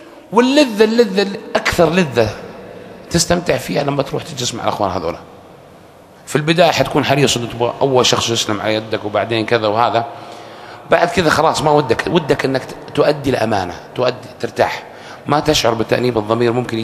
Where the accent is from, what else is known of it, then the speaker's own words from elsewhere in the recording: Saudi Arabia; أنا سعودي مسلم